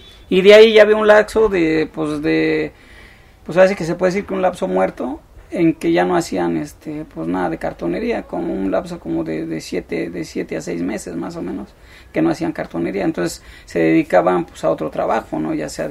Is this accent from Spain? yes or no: no; Mexico City, Mexico; yo ahora sí que soy originario de la Ciudad de México.